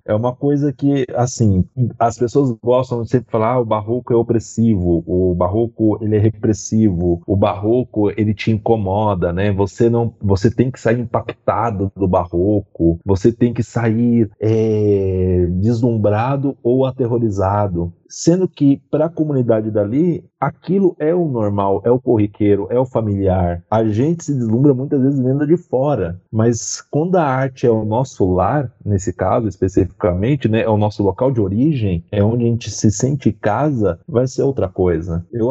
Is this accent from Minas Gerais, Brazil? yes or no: yes; Minas Gerais, Brazil; que eu tenho críticas muitas a Minas, mas ao mesmo tempo é o lugar que eu sei que é de onde eu vim.